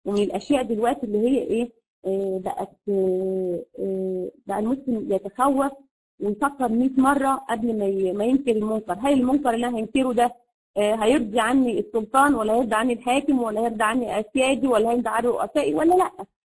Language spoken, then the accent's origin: Arabic; Egypt; زي ما بيقولوا عندنا في مصر كده الممنوعات